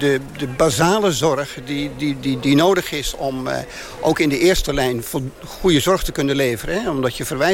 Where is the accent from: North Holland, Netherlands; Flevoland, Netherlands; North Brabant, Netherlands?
Flevoland, Netherlands; Urk; En dat geldt met name ook voor Urk, hè, waar ik vandaan kom.